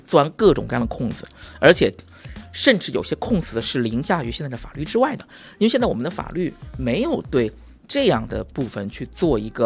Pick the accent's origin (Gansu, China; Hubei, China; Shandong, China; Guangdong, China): Hubei, China; Yichang; 我们家其实就我老家就是湖北宜昌，就是我们就是宜昌是在有两个大电站就是葛洲坝跟三峡的情况下，也不能保证说时刻都有电